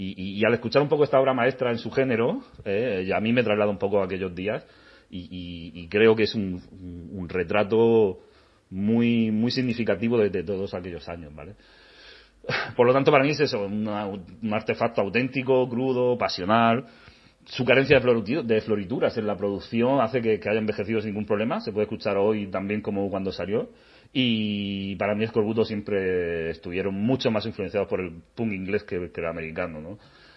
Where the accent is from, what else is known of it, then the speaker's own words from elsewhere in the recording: Cartagena, Region of Murcia, Spain; yo me crié en Cartagena, no es Euskadi